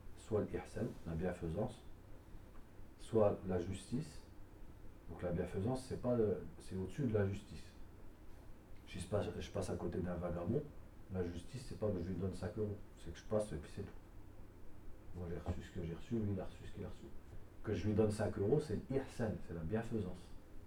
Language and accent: French; Douai, Hauts-de-France, France; moi je viens de Douai